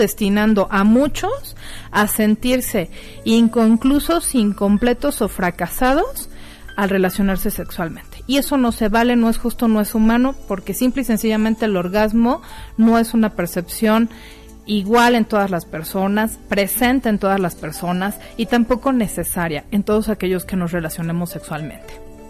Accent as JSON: {"language": "Spanish", "country": "Mexico", "said": "estas pícaras que como mexicanos utilizamos para referirnos a las relaciones sexuales"}